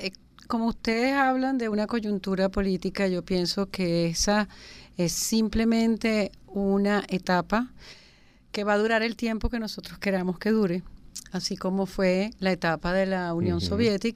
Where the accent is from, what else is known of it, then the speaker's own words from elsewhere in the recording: Venezuela; yo soy muy venezolana